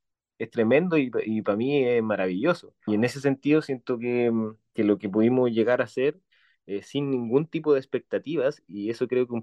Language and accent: Spanish; Chile; Esta historia de nuestra historia reciente como chilenos